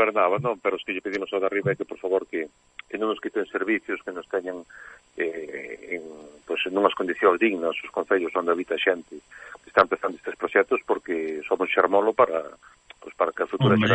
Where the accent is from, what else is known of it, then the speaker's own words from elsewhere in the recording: Galicia, Spain; Eu son enamorado da nosa terra, do noso país, non? Pero, bueno, da miña terra, que é onde vivín sempre